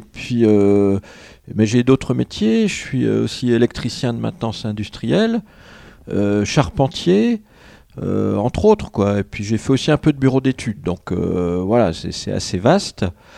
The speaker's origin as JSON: {"language": "French", "region": "Bourgogne-Franche-Comté", "country": "France", "said": "Alors, moi, je viens de Franche-Comté. Donc, en Franche-Comté, on aime les bons fromages en général."}